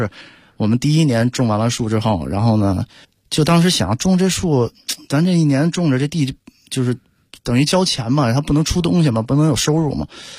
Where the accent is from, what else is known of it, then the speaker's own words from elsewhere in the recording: Beijing, China; 我家呢是就是土生土长的在西城长大的